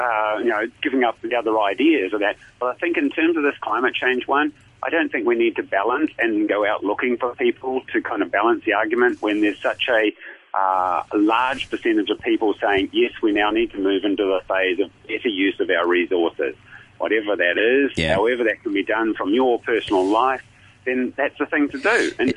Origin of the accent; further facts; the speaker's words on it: New Zealand; Well, as a Kiwi, I'd go into a sporting analogy.